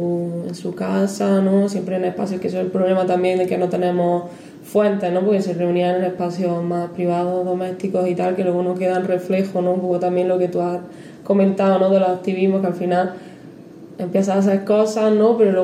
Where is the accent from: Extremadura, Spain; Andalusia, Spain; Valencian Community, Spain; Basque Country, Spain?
Andalusia, Spain; Cabra; now in Granada, Spain; yo que vengo de un pueblecillo de Córdoba, lo noto también, ¿no? Lo que yo he visto, he vivido allí en Cabra, es diferente también a lo que se aprende aquí en Granada